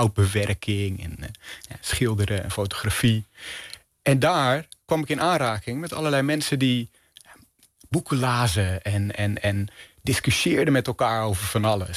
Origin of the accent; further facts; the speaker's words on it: Amsterdam, North Holland, Netherlands; Ja, ik kom uit Amsterdam.